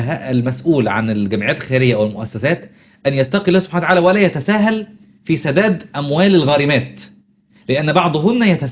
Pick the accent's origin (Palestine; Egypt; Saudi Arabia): Egypt; Upper Egypt; عندنا في انا من الصعيد في صعيد مصر